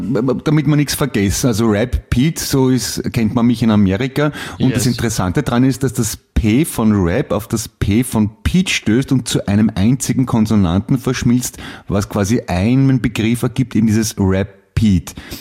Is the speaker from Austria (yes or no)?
yes; Austria; Polizeipräsident wäre schon ziemlich groß bei uns in Österreich, muss ich sagen.